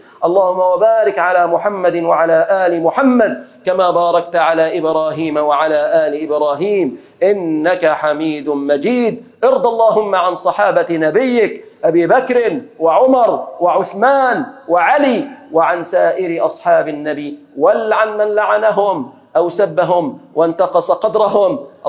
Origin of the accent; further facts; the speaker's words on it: Egypt; اللهم احفظ بلادنا مصر